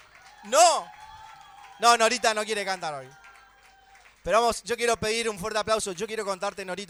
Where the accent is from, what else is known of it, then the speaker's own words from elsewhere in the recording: Santo Tomé, Argentina; now in Buenos Aires, Argentina; cuando llegué aquí a Buenos Aires. Porque en mi pueblo, en Santo Tomé, nunca nos habían enseñado nada.